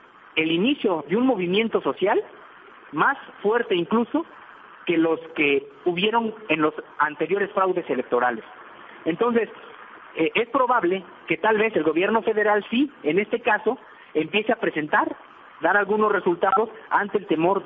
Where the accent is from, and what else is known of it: Mexico